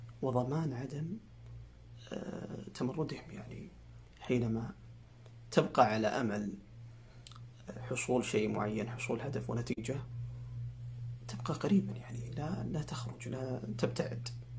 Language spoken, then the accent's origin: Arabic; Saudi Arabia; ونحن كسعوديين عرب مسلمين